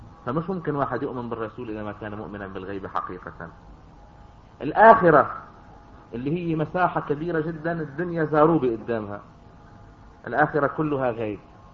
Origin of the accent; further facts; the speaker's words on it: Yater, Nabatieh Governorate, Lebanon; بدي اقول لكم قصة حدث بها شخص فلاح متواضع من قريتنا من ياطر